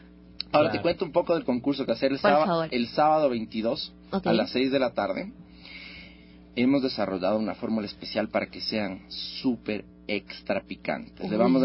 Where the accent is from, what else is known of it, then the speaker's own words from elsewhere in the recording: Ecuador; orgullosamente somos ecuatorianos